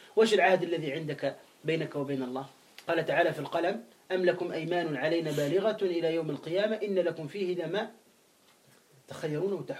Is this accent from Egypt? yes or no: no; Tunisia; احنا عندنا في تونس بعض الشيوعيين يقول لا إله والحياة مادة